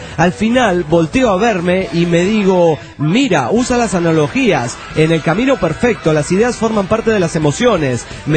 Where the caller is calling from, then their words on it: Calchaquí, Santa Fe, Argentina; de Calchaquí, Argentina.